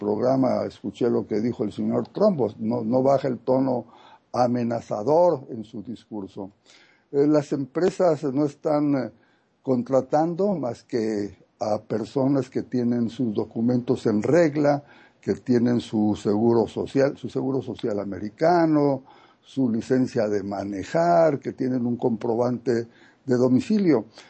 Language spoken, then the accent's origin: Spanish; Tijuana, Baja California, Mexico; Estoy por unos días en la frontera norte, queridísima Carmen, en Tijuana. Sería osado hacer un análisis profundo con las pocas horas que tengo aquí, aunque es mi tierra, la conozco.